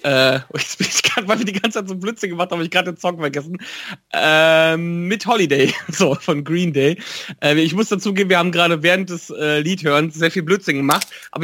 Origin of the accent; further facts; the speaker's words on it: Wipperfürth, North Rhine-Westphalia, Germany; das ist immer eine Stunde Fahrt von Wipperfürth aus, wo ich herkomme.